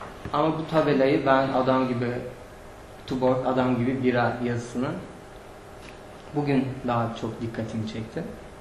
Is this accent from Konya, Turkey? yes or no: no; Antakya, Hatay, Turkey; now in Mersin, Turkey; Ben Antakyalıyım ve kendi evim etrafına dağ eteklerinde ve dağ bana bir güven veriyor. Mersin'e geldiğimden beri bir şekilde Mersin'e alışamadım.